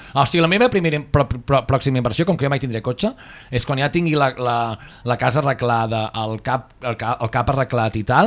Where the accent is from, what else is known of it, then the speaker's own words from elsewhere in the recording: Sabadell, Catalonia, Spain; els que som de Sabadell, que jo sí, és el barri on vaig néixer, que vaig estar fent els 5 anys